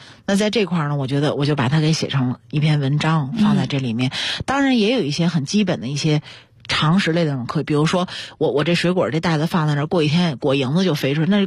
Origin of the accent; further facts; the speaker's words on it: China; 我们中国人说的读万卷书行万里路真的特别重要